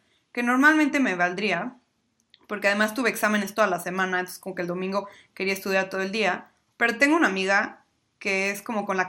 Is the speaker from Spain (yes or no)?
no; Mexico; Yo hice guacamole como buena mexicana